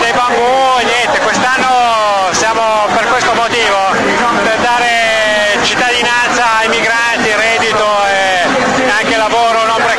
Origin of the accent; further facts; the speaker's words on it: Varese, Lombardy, Italy; Faccio parte di un social forum a Varese, io sono di Varese.